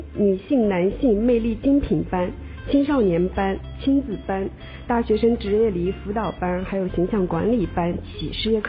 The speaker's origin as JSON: {"language": "Chinese", "country": "China", "said": "然后这个我们中国人就是耐不住那个等待红灯的时间"}